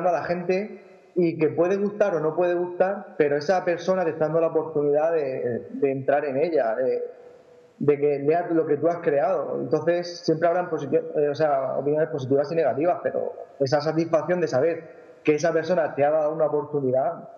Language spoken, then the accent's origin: Spanish; Rafal, Valencian Community, Spain; Pues yo soy de un pequeño pueblo de Alicante, de un pueblo que se llama Rafal. Es un pueblo chiquitito, muy pocos habitantes, tenemos unos 4.500 más o menos, si no me equivoco, por ahí.